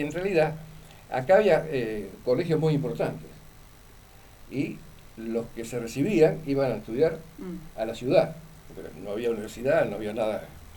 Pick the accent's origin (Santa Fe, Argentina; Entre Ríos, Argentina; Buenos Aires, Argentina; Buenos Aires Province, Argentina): Santa Fe, Argentina; Gálvez; Y sí, yo nací en Gálvez, me crié en Gálvez ya hace unos cuantos años, yo tengo casi 80, ¿no?